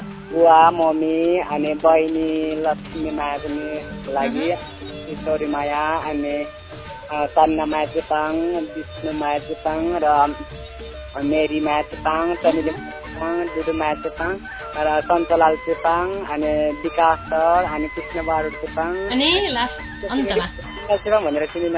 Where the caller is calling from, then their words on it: Bagmati, Nepal; Makwanpur काँग्रा साथबाट